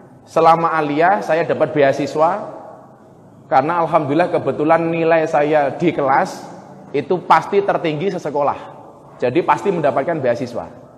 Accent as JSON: {"language": "Indonesian", "town": "Jaya Sakti", "region": "Lampung", "country": "Indonesia", "tie": "born or raised there", "also_born_or_lived": "Adirejo", "said": "karena saya lebih lama dan lebih awal tinggal di Yogyakarta. Saya terlahir di sebuah desa Adirejo yang sekarang berganti nama Adiluhur, Kecamatan Jabung Timur. Tapi saya besar di Pondok Pesantren Bustanul Ulum, Desa Jaya Sakti."}